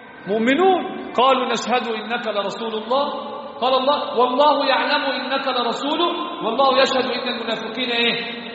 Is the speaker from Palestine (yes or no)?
no; Egypt; عندنا في مصر يزهدون في العمل، لا يصلون الصلوات في جماعة